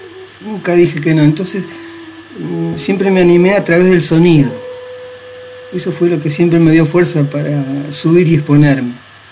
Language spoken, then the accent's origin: Spanish; San Carlos de Bariloche, Río Negro, Argentina; born there; Acá en San Carlos de Bariloche.